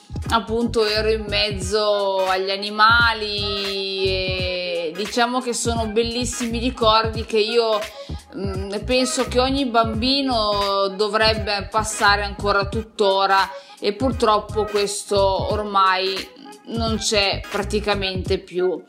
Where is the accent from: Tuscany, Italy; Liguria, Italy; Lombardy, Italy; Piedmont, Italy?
Piedmont, Italy; io sono nata da generazioni, comunque provengo dal Piemonte, da un piccolo paesino di alta montagna nell'Alto Piemonte, da una famiglia normalissima